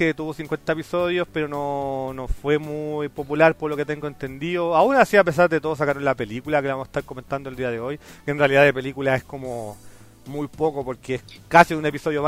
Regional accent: Chile; siendo chileno te preguntas

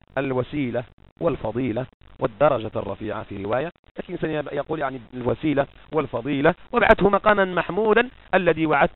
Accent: Morocco; كما هو معهود عندنا في المغرب ولله الحمد لا زالوا على هذه السيرة

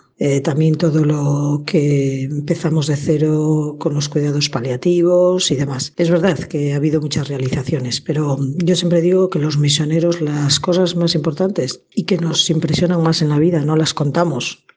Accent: Santander, Cantabria, Spain; born there; nací en Santander hace 46 años y allí estudié medicina en la Universidad de Cantabria. Justo 4 meses después de acabar medicina entré en la Congregación de Esclavas del Sagrado Corazón a la que pertenezco

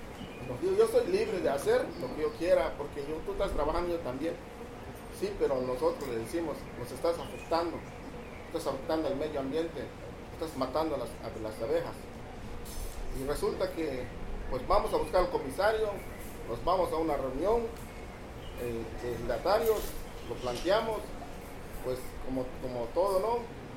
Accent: Mexico; vengo del Ejido de Chen.

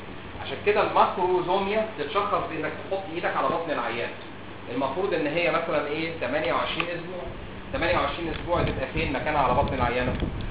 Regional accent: Egypt; يعني عندنا في مصر، يعني اتكلم في مصر

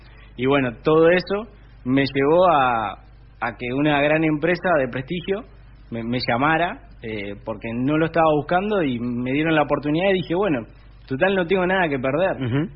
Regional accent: Cañuelas, Buenos Aires Province, Argentina; Tengo 20 años. Bueno, soy de acá de la ciudad de Cañuelas, nací en Capital. Como ya bien decías, me formé en mi escuela de barrio, en Santa Rosa. Hice toda mi primaria ahí. Hice la secundaria acá en Cañuelas, en la escuela técnica.

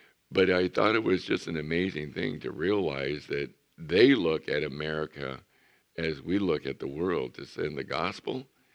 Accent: El Centro, California, United States; And so I'm from El Centro.

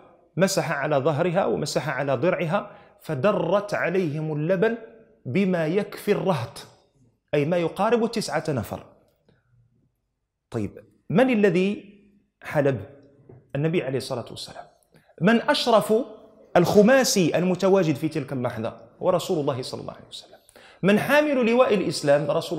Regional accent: Morocco; احنا معلوم عندنا في المغرب يؤتى شخص فتسند إليه مسؤولية صب الشاي

